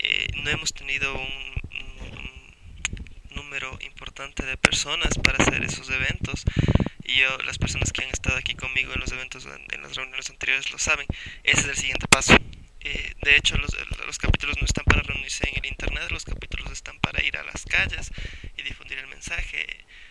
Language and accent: Spanish; Quito, Pichincha, Ecuador; Creo que todos somos de Quito